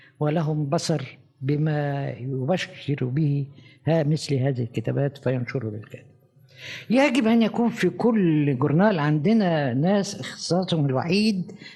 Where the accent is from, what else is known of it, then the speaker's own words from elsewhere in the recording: Egypt; أنا لما جيت من مصر لروما هنزيل عليه، ده أنا عندي عمارة أهم منكم 100 مرة